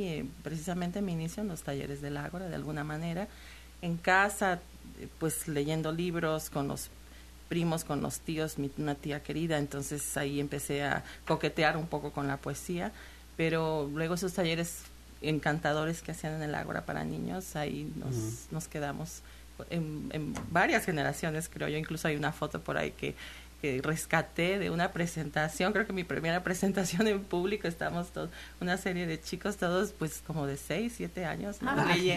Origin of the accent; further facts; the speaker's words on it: Xalapa, Veracruz, Mexico; es una manera de estar en contacto con Jalapa, que es pues mi ciudad de origen y aquí es mi centro de alguna forma.